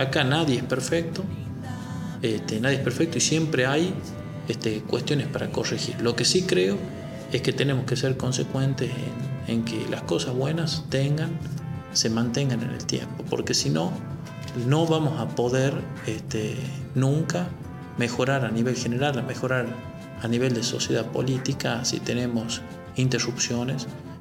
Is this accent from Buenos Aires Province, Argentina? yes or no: no; La Rioja, Argentina; Yo soy de Los Llanos, y en Los Llanos teníamos pueblos, villas, o sea, villas, poblados pequeños, a 7 kilómetros de Chamical, que no tenían luz.